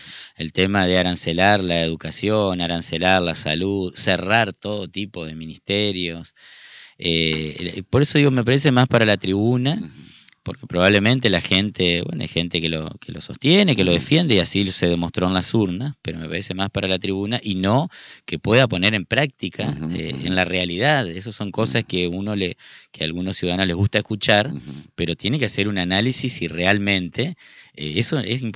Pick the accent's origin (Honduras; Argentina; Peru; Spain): Argentina; Nuestra identidad como argentino, nuestra cultura, nuestros derechos